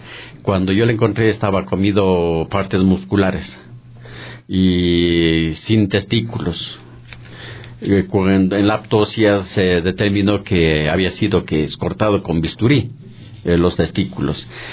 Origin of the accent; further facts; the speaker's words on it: Pablo Arenas, Imbabura, Ecuador; moved away as an adult; now in Quito, Ecuador; yo vine de la provincia de Imbabura, de un pueblito que se llama Pablo Arenas. Vine a la edad de unos 23, 24 años en busca de trabajo, porque fui criado en la agricultura. Y vine en busca de trabajo acá en la ciudad de Quito.